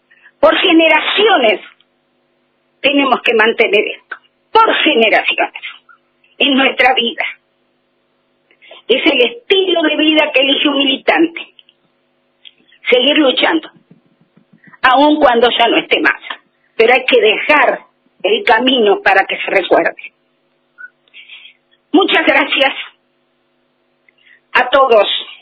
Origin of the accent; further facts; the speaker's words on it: La Plata, Buenos Aires Province, Argentina; now in Viedma, Argentina; Él también estuvo en la marcha en La Plata, somos platenses. Pero la estrella nos corrió y nos tuvimos que venir, Viedma nos cobijó.